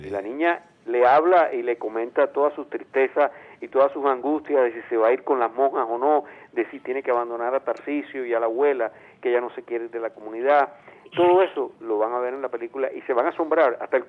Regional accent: Venezuela; lo que somos los venezolanos

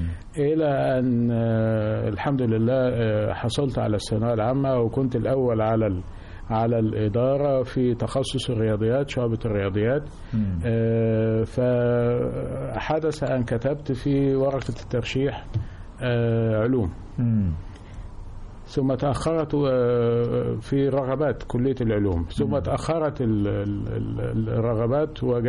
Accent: Sherbin, Dakahlia, Egypt; كنت أدرس في المدارس الأميرية بمدينتي التي أعتز بها كثيرا، مدينة شربين

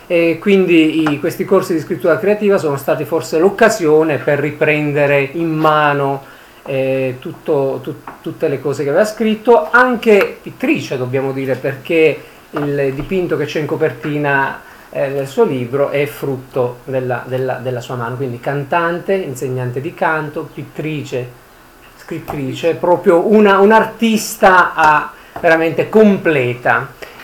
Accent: Sicily, Italy; Io sono un siciliano ignorante

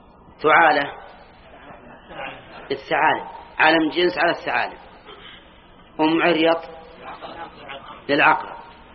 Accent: Al-Qassim, Saudi Arabia; أظن كنا عندنا في القصيم، ها، لكلها القصيم

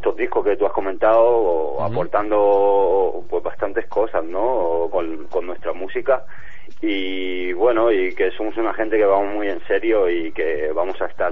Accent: Rubí, Catalonia, Spain; now in Terrassa, Spain; De Rubí, sí, pero bueno, ahora ya vivo en Terrassa, pero sí, soy de Rubí.

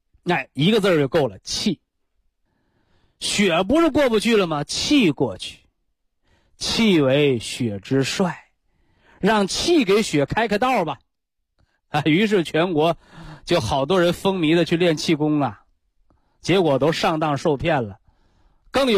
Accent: China; 可以流传千古的书籍和智慧，我们中国人习惯的把它称之为经

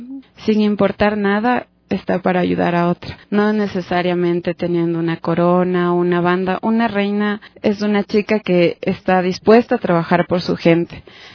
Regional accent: Quito, Pichincha, Ecuador; Siendo quiteña, no podría creer que la población se había extendido tanto

